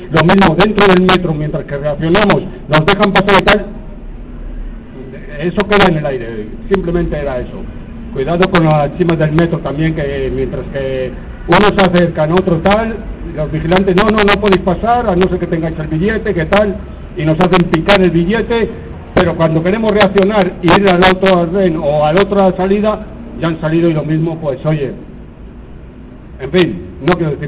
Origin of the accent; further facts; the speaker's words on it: Madrid, Community of Madrid, Spain; yo soy de Carabanchel.